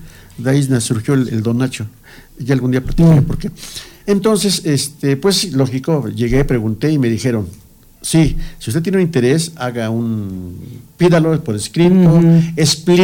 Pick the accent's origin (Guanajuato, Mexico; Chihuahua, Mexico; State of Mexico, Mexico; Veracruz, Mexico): State of Mexico, Mexico; Amecameca; pues soy de aquí de Amecameca y como muchos ignoramos lo que pasa en Amecameca